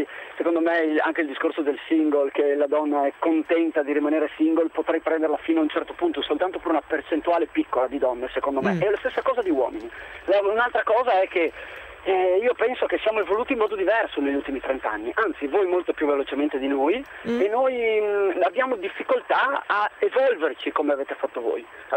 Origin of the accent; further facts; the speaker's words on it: Udine, Friuli-Venezia Giulia, Italy; Ma io sono di Udine, anche se adesso sono in un'altra parte.